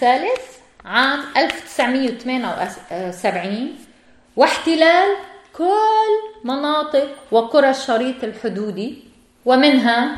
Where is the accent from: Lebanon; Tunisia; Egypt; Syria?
Lebanon; Beirut, Beirut Governorate; ولدت في بيروت وكبرت في هذه العاصمة عاصمة لبنان.